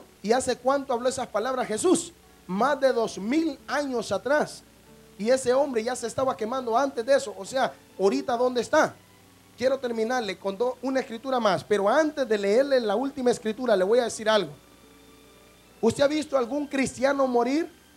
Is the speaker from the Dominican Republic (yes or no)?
no; San Pedro Sula, Cortés, Honduras; Yo soy de San Pedro Sula, Honduras, Centroamérica, 18 calle, barrio Cabañas, 16 y 17 avenida, casa 1620.